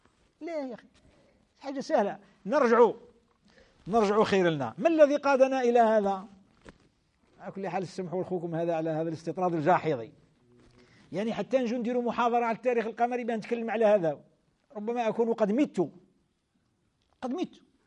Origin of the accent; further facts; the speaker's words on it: Algeria; احنا في بلادنا الجزائر، بلاد الخير، بلاد الإسلام